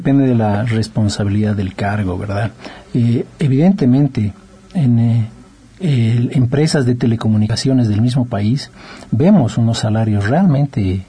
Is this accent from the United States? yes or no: no; Bolivia; como yo soy boliviano, siempre la tierra llama. Y decidimos con mi esposa volver al país.